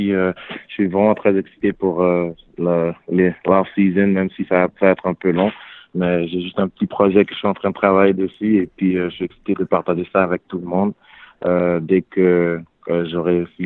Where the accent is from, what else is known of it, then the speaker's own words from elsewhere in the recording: Canada; J'ai grandi au Canada, j'ai joué au Canada.